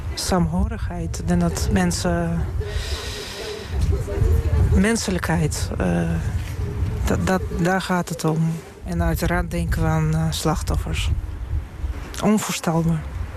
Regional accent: Saint Petersburg, Russia; Ik kom zelf uit St. Petersburg.

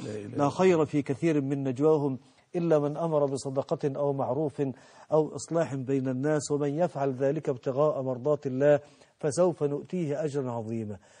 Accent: Mansoura, Dakahlia, Egypt; عندنا في المنصوره في قرى المنصوره

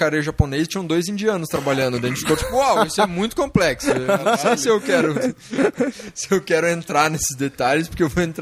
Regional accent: Brazil; Tipo, nossa, eu sou do Brasil, que engraçado que você tem.

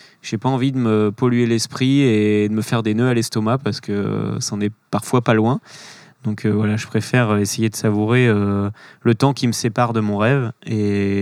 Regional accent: Pays de la Loire, France; ma famille, j'ai grandi en Vendée, ma famille est en Vendée, j'ai cette maison qui m'appartient et qui est une maison que mon grand-père a construite.

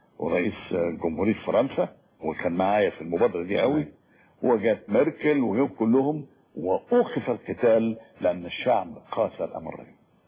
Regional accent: Egypt; فدور المرأة اتغير كتير قوي قوي قوي خصوصا عندنا في مصر

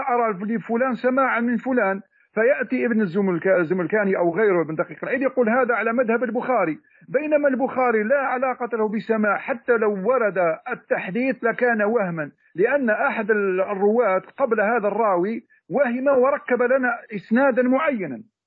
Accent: Algeria; هذا منشور عندنا في الجزائر

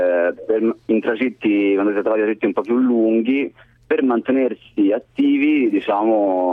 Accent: Florence, Tuscany, Italy; Scusa, sono di Firenze, scusa.

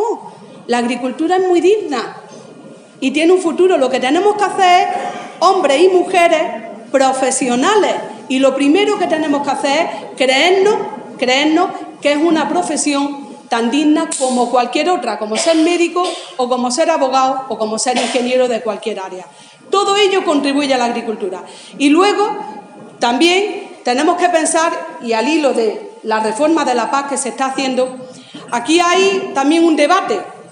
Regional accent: Andalusia, Spain; de los andaluces y de las andaluzas como españoles que somos.

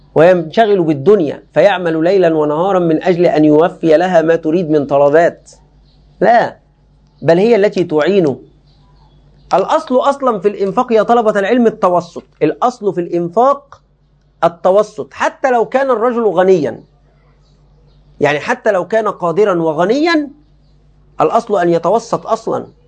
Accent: Egypt; باب عندنا في مصر خطير جدا للأسف الشديد

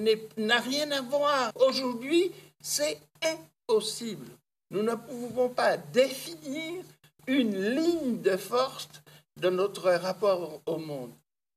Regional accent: France; en tant que Français, je participe d'un mouvement qui est le mouvement de civilisation du monde

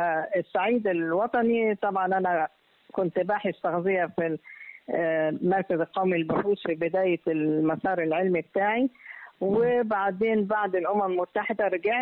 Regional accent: Egypt; أيوة أنا أول مصرية وأول سيدة تحصل على هذا اللقب.

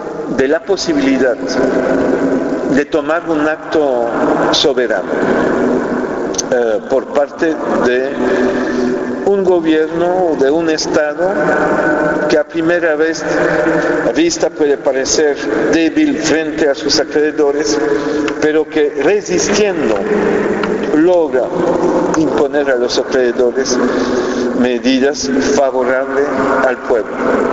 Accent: Belgium; No hay uno en España, no hay uno en Francia, en mi país Bélgica

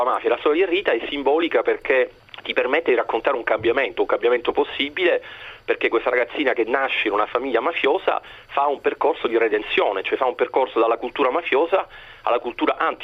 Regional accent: Palermo, Sicily, Italy; da siciliano sono cresciuto negli anni 80, negli anni bui di Palermo

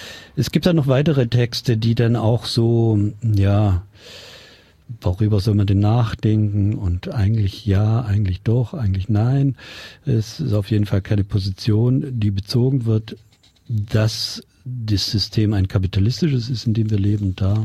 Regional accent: Bavaria, Germany; ich komme sogar aus Bayern

